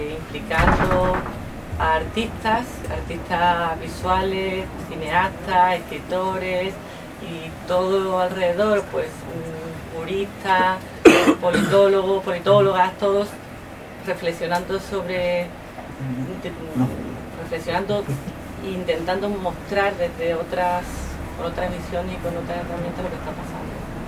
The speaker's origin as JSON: {"language": "Spanish", "region": "Andalusia", "country": "Spain", "said": "nosotros como pueblo andaluz"}